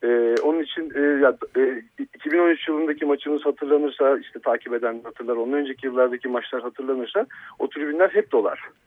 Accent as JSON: {"language": "Turkish", "region": "İzmir", "country": "Turkey", "tie": "born or raised there", "said": "Ben doğma büyüme İzmirliyim. Göztepe taraftarıyım. Yani gözümü o semtte açtım."}